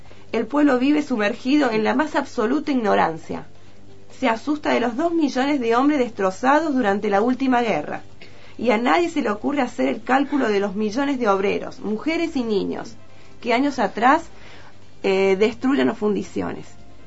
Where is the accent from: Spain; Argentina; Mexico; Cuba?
Argentina; Córdoba; Yo soy de Córdoba capital